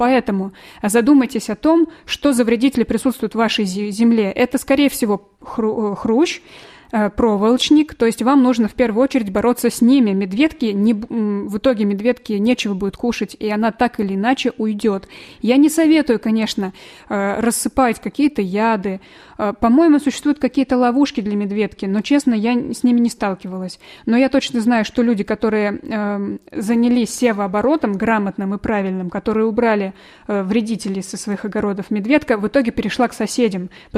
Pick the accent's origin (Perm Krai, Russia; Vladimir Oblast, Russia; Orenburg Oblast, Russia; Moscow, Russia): Vladimir Oblast, Russia; Vladimir; now in Ivanovo, Russia; На самом деле я сама из Владимира. И раньше у нас там во Владимире тоже очень много на огородах было медведки.